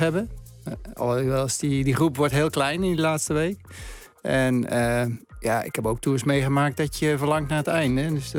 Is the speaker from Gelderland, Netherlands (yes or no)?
yes; Gelderland, Netherlands; born there; De Veluwe, de postbank, waar ik geboren ben.